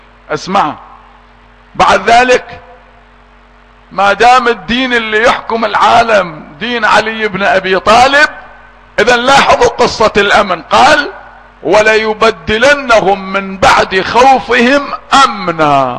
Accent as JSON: {"language": "Arabic", "country": "Iraq", "said": "اولادنا يدرسوها عندنا، عندنا في العراق في مدارسنا"}